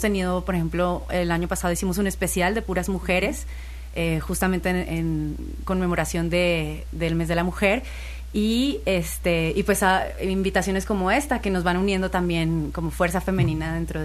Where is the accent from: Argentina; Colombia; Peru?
Colombia; moved away as an adult; now in Xalapa, Mexico; yo soy colombiana, pero ya llevo 10 años aquí en México y la mayoría de esos años viviendo aquí en la bella Jalapa, así que no solo soy nacionalizada mexicana, sino yo diría que soy veracruzana.